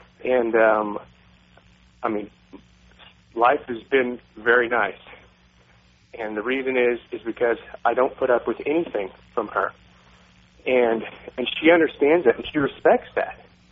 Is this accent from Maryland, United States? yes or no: no; Texas, United States; I mean, I grew up in Texas, and sometimes it's like riding the bull